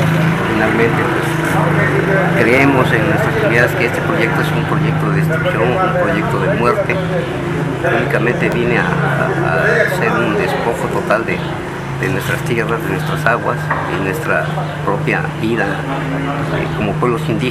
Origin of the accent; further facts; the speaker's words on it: Mixingo, Mexico; vengo de la comunidad de Mixingo.